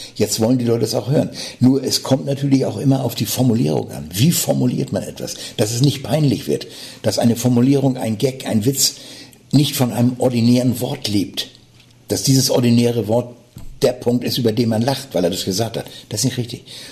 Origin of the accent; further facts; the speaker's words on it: Hamburg, Germany; wenn ich auf der Bühne bin als Hamburger Jung